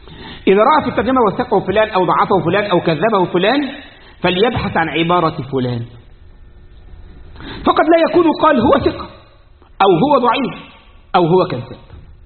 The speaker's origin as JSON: {"language": "Arabic", "country": "Egypt", "said": "عندنا في مصر يقول ايه؟ يا بخت من زار وخفف،"}